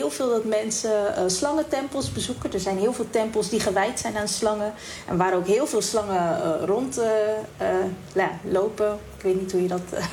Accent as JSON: {"language": "Dutch", "town": "The Hague", "region": "South Holland", "country": "Netherlands", "tie": "born or raised there", "said": "Ik ben geboren en opgegroeid in Den Haag."}